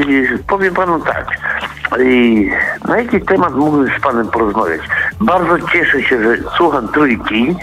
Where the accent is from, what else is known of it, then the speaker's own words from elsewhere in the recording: Lower Silesian Voivodeship, Poland; Ja akurat pochodzę z Dolnośląskiego województwa i jestem KGHM Polkowice, Lubin, Głogów, Polska Miedź.